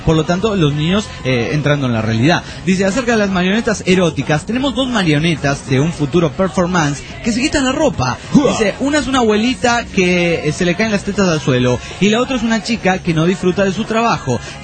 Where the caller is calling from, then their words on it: Oaxaca, Mexico; de Oaxaca, México.